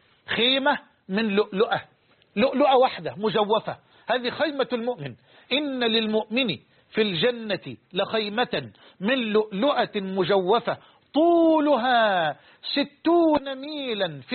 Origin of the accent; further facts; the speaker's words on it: Egypt; عندنا في مصر بلوع عجلة برا اللي هي البايسكل